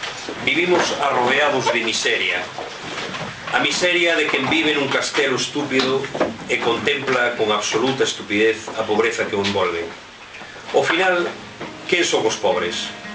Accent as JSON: {"language": "Galician", "town": "Allariz", "region": "Galicia", "country": "Spain", "said": "eu son de Allariz, xa comentaste, iso é inevitable. Mas tamén teño unha parte familiar na Limia, en concreto na Pereira, Concello de Regui de Veiga."}